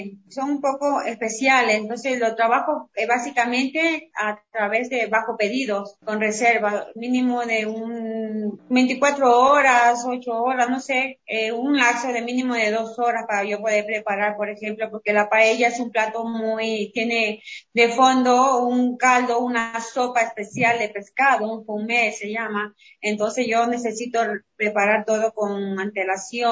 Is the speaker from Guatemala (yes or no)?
no; Manabí, Ecuador; also born or lived in Spain; porque viví 15 años en España, entonces quise traer ese poquito de gastronomía española aquí a mi tierra